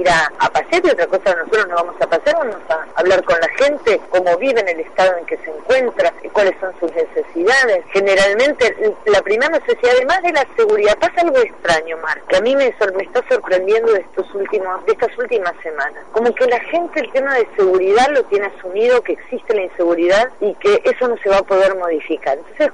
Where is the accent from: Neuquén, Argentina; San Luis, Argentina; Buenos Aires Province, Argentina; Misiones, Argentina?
Buenos Aires Province, Argentina; Avellaneda; yo soy de Avellaneda.